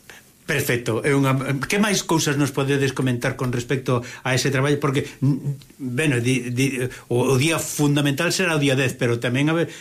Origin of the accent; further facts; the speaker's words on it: Galicia, Spain; Eu, de verdade, que me fago contente precisamente non como galego solo, sino tamén como instrumentista aficionado, non?